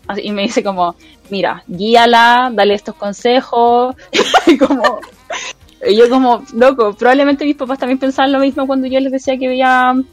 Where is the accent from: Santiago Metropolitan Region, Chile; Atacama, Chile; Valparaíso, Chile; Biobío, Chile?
Santiago Metropolitan Region, Chile; Santiago; Yo soy de Santiago, pero por un periodo de mi vida muy breve viví en La Serena.